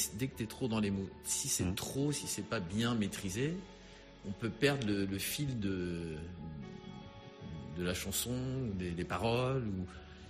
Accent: La Rochelle, Nouvelle-Aquitaine, France; Moi, je suis de La Rochelle, de l'île de Ré.

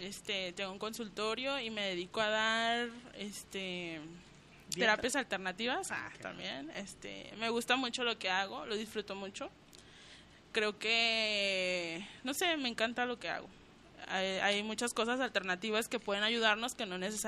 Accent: Colonia Morelos, Mexico; Soy de la Colonia Morelos, vivo con ella. Desde niños hemos vivido ahí, en la casa de mi abuelo, y pues ahí seguimos.

